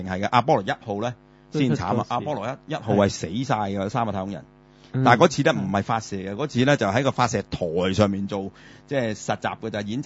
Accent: Guangdong, China; 我係廣東人

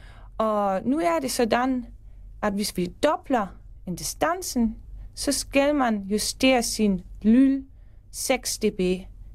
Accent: Germany; Danish is a second language; now in Denmark; og jeg er tysker, men jeg bor i Danmark de sidste 6 år.

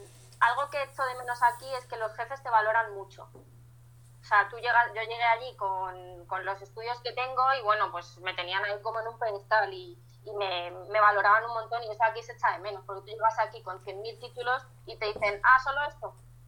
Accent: Spain; de España, pues los españoles somos sangría, oles, sevillanas

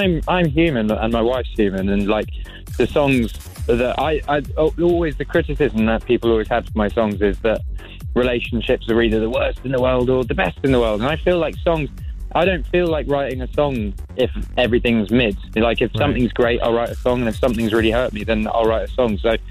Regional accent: England, United Kingdom; I'm English

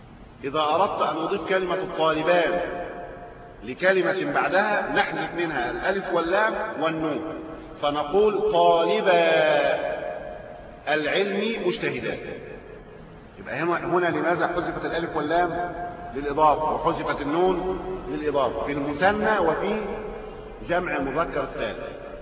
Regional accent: Egypt; محتوى ثقافي فارغ حتى من الثوابت الموجودة لنا كمصريين.

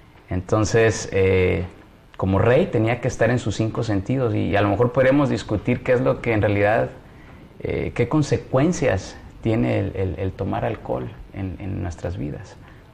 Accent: Mexico; Y nosotros como mexicanos, lo que mamá dice, pues vale

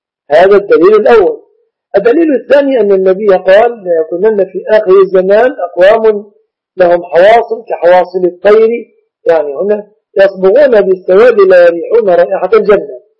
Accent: Egypt; ويعيد الدروس للمسلمين في بلادنا مصر وفي غيرها من البلاد المسلمة

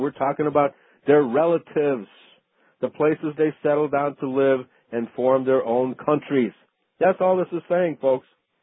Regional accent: Chicago, Illinois, United States; accent: Chicago; And my Chicago accent, of course, there's no such thing as a Chicago accent.

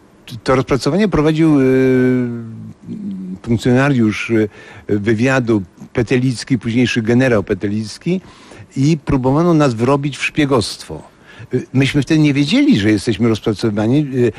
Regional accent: Ostrów Mazowiecka, Masovian Voivodeship, Poland; born there; Urodziłem się w Ostrowi Mazowieckiej 10 sierpnia 1947 roku

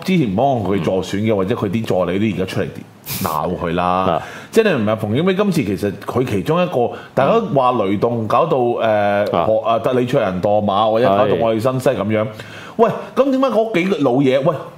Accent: Hong Kong; 同我哋香港人自決先啦

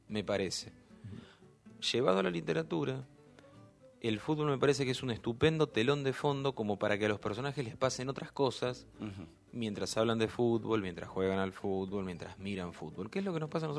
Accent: Castelar, Buenos Aires Province, Argentina; also born or lived in Ituzaingó; Me crié en el conurbano, nací en Castelar, viví en Castelar y Ituzaingó, en el oeste del Gran Buenos Aires, sigo viviendo ahí.

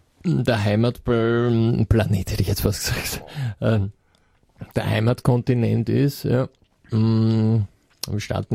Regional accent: Korneuburg, Lower Austria, Austria; Also ich bin aus Niederösterreich. Aus Korneuburg.

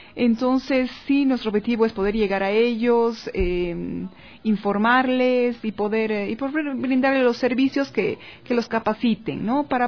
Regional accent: La Paz, Bolivia; born there; Yo soy nacida en la ciudad misma de La Paz.

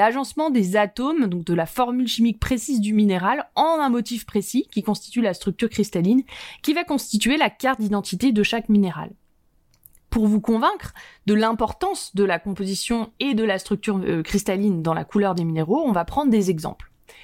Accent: Chamonix, Auvergne-Rhône-Alpes, France; des roses comme par chez moi, à Chamonix par exemple

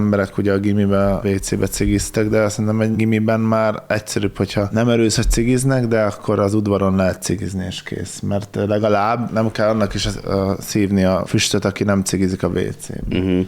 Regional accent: Jimbolia, Timiș County, Romania; külön köszöntjük a zsombolyiakat. Onnan származok valamennyire.

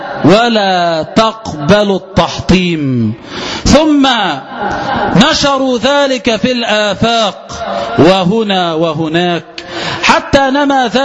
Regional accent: Egypt; فيا ليتنا عباد الله بدلا من أن نهتف كمصريين

